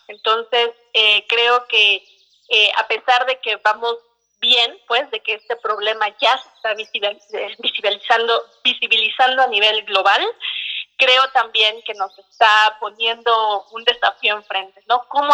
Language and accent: Spanish; Mexico; yo soy la típica mexicana que no puede desayunar ligero.